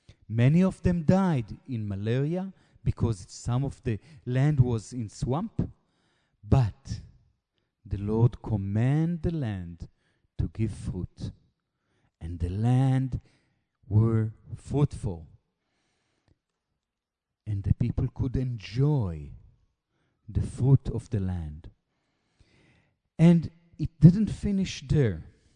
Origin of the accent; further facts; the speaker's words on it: Israel; first language Hebrew; English is a second language; Look, it's difficult for me to speak in English. It's not my mother tongue. I like and I know how to speak in Hebrew much, much better.